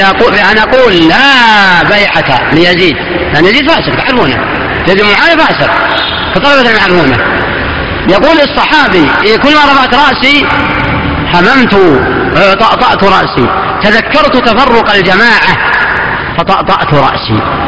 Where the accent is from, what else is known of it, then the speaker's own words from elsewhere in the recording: Najd, Saudi Arabia; كان عندنا في نجد ما يكون له مقالة في قضاء ولا امامة مسجد